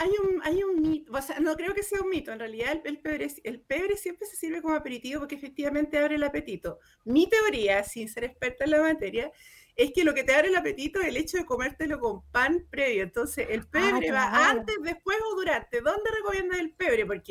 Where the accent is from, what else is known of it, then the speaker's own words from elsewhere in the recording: Chile; Necesitamos estar conectados con la festividad, con la alegría, con lo que somos los chilenos en realidad.